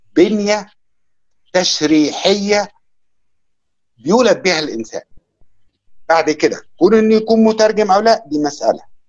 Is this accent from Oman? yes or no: no; Egypt; انا بالنسبه لي كمصري من وانا صغير بسمع اذاعه صوت العرب